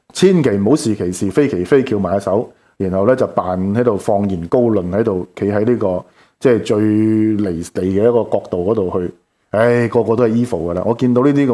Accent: Hong Kong; 这个才是我们香港人要的特首嘛。

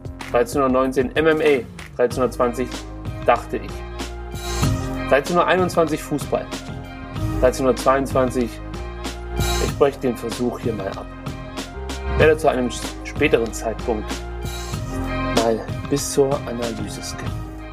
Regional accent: East Germany, Germany; Ich komme aus dem Osten und da sagen wir machen uns ein Pussing.

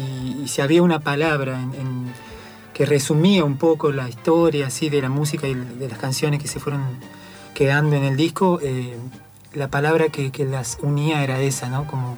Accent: San Luis, Argentina; yo me crié en San Luis, digamos, y San Luis forma parte de la región cuyana

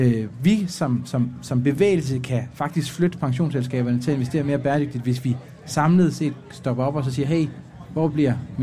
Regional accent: Jutland, Denmark; du ved, jeg er jyde, ikke?

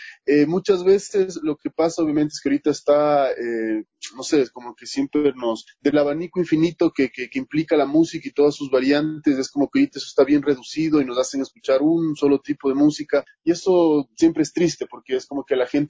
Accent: Quito, Pichincha, Ecuador; como quiteños, en mi caso, que tengo además un legado lojano bastante fuerte por mi familia

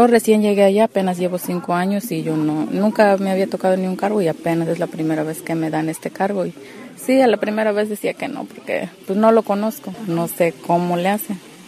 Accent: Cuescontitla, Mexico; soy de Cuescontitla y tengo el cargo de delegada.

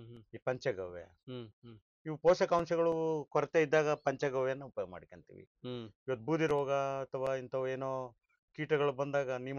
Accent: Dambralli, Karnataka, India; ಕೊಪ್ಪಳ ತಾಲೂಕು, ಕೊಪ್ಪಳ ಜಿಲ್ಲಾ.

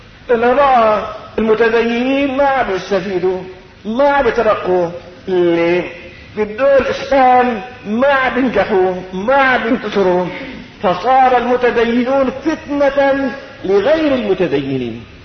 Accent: Syria; وعندنا بالشام كما في كليات

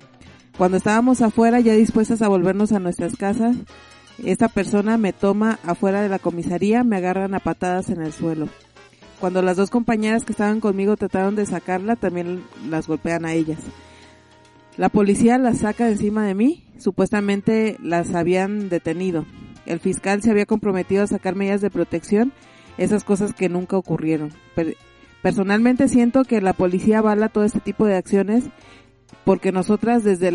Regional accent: Chile; haciendo alusión sobre todo lo que soy chilena

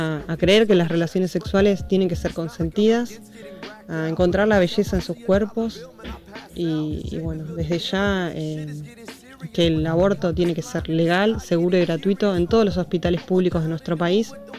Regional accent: Buenos Aires, Argentina; tengo 34 años, soy de Buenos Aires.

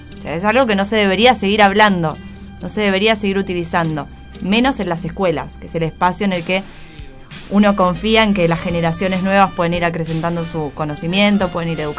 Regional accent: Argentina; Es preguntarnos nosotros como argentinos qué estamos festejando.

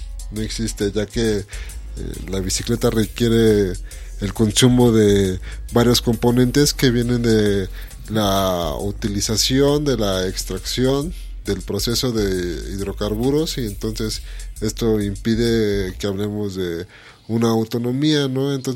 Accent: Mexico; un poco de la identidad que tenemos como mexicanos, ¿no?

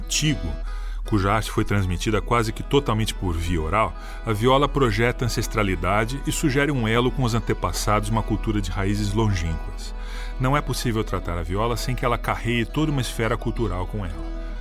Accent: Jundiaí, São Paulo, Brazil; A cidade onde eu cresci, Jundiaí, é apenas uma hora de São Paulo, mas nos anos 70, nós que morávamos numa rua central

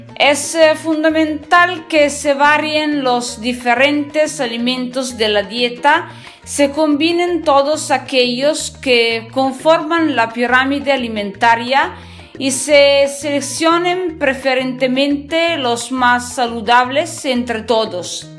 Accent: northern Italy, Italy; Spanish is a second language; recuerdo que soy italiana, en el norte de Italia, estudio español solo da sola

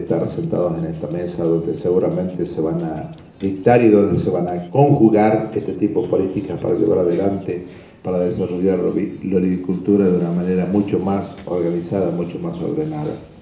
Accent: La Rioja, Argentina; nosotros como riojanos

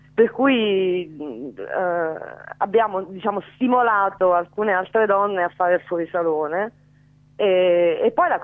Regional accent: Naples, Campania, Italy; now in Milan, Italy; No napoletanissima sempre

